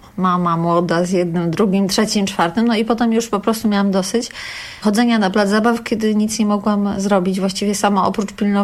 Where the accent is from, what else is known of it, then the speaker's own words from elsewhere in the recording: Lublin, Lublin Voivodeship, Poland; now in Warsaw, Poland; Mieszkam tu od 15 lat, a jestem z Lublina i mąż też.